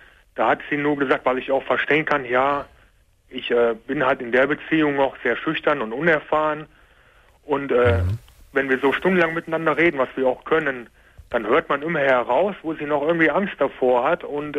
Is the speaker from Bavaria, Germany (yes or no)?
no; Koblenz, Rhineland-Palatinate, Germany; born there; Geboren bin ich in Koblenz.